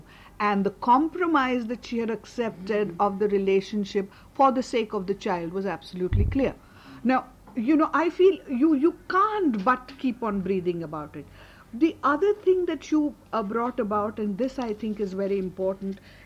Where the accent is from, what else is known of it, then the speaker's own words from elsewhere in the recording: India; when I went there as an Indian, it took me marathon effort to drain myself of my association